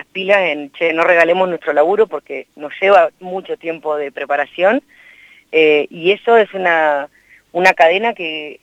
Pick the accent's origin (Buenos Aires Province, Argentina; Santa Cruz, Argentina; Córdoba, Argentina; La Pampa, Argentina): La Pampa, Argentina; Santa Rosa; Yo me formé en Buenos Aires, o sea, primero estudié acá en Bellas Artes, yo soy de Santa Rosa.